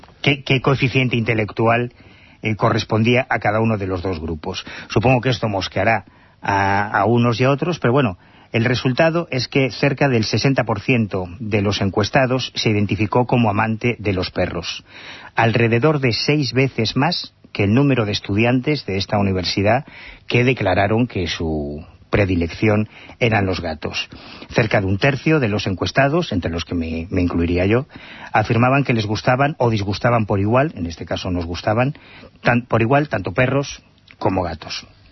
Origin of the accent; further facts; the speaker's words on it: Galicia, Spain; Yo soy de Galicia.